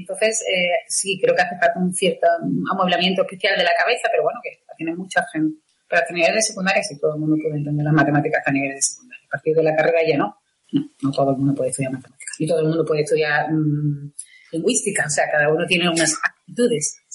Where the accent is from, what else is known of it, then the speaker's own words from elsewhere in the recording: Seville, Andalusia, Spain; Y me fui a estudiar a Madrid, a la Complutense, yo soy de Sevilla.